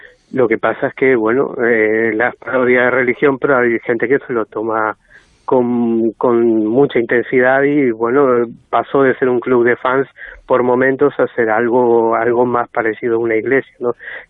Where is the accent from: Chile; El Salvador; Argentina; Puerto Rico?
Argentina; Sí, de los pocos argentinos.